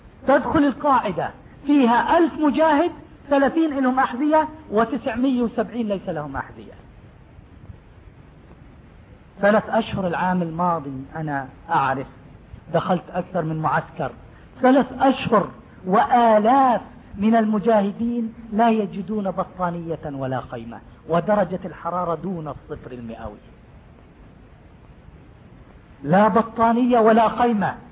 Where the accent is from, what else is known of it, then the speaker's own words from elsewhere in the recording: West Bank, Palestine; moved away; نحن فلسطيني والله من فلسطين، أنا ولدت في فلسطين في قرية اسمها سير الحربية قضاجني، وظليت في فلسطين حتى احتلال سنة 67، وأمي وأبوي وإخواني لا زالوا تحت حكم اليهود